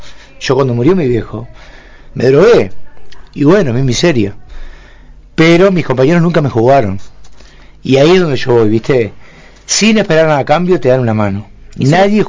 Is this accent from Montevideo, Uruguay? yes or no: yes; Montevideo, Uruguay; yo soy era un pibe nacido y criado en Pocito, Montevideo, ¿no? La UNI Julio César, una zona 1 Montevideo, re lindo